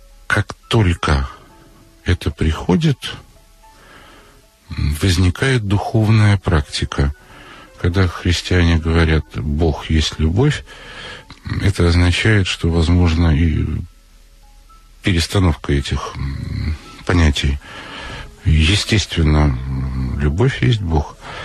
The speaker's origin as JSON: {"language": "Russian", "region": "Moscow", "country": "Russia", "said": "И Вольф москвич, и я москвич."}